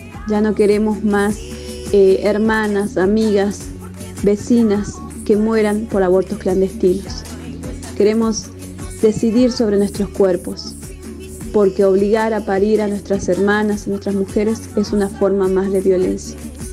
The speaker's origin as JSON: {"language": "Spanish", "region": "Jujuy", "country": "Argentina", "said": "de Jujuy."}